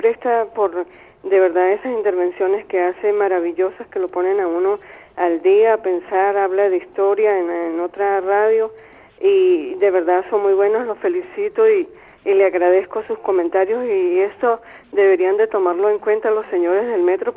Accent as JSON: {"language": "Spanish", "country": "Venezuela", "said": "para uno como venezolano"}